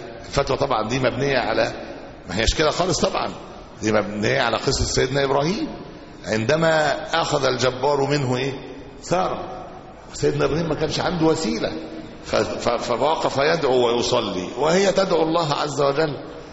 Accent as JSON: {"language": "Arabic", "country": "Egypt", "said": "احنا عندنا في مصر هنا"}